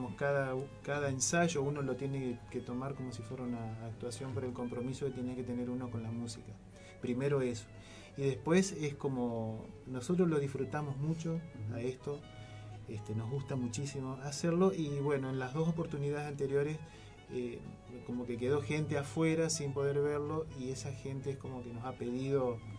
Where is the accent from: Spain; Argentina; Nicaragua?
Argentina; vos le decís sos de Argentina